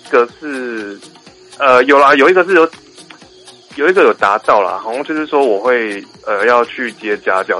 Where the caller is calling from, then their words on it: Taichung, Taiwan; 我是台中的